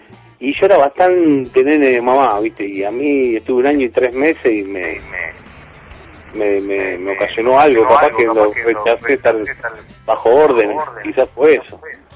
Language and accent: Spanish; Aldo Bonzi, Buenos Aires Province, Argentina; born there; now in Lanús, Argentina; yo empecé en Aldobonzi, que es un barrio chico donde yo nací, pero es chico, ¿viste? Es como que mantiene así, como parece un pueblo, pero está acá cerca, ¿viste? De Capital y de Lanús, donde vivo yo.